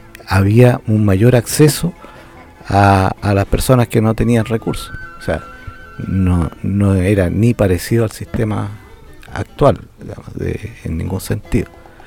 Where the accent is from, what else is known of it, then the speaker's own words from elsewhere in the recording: Talca, Maule, Chile; yo vivía en una pensión en Santiago. No era mi casa, soy originario de Talca, un estudiante talquino en Santiago